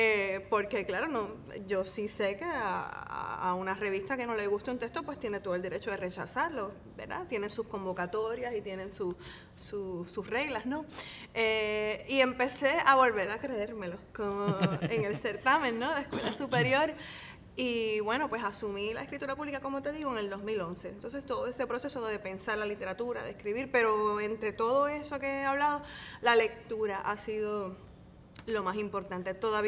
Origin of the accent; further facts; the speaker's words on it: San Sebastián, Puerto Rico; yo vengo de San Sebastián, ¿verdad?, de un área que no está tan expuesta como en el área metropolitana a librerías, a lecturas poéticas